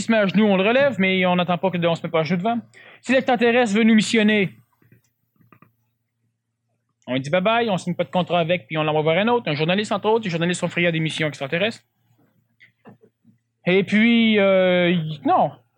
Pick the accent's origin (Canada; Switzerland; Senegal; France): Canada; Moi, je suis un Canadien parce que je ne suis pas américain.